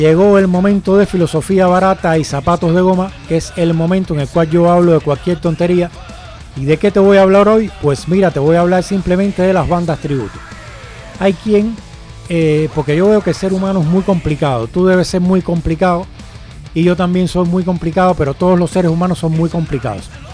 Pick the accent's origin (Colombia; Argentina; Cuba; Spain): Cuba; es que siendo cubano, también vengo de una larga tradición de bandas cubanas de versiones